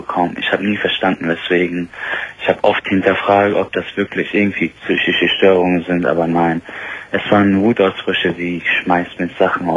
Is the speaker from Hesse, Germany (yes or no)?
no; Bonn, North Rhine-Westphalia, Germany; Ich komme aus Bonn, bin 24, wie gesagt, studiere